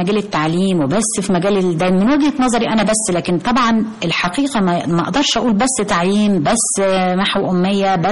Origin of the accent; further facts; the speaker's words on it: Egypt; طبعا طبعا أفتخر جدا جدا إن أنا مصرية وإن أنا فايزة بالجنسية المصرية.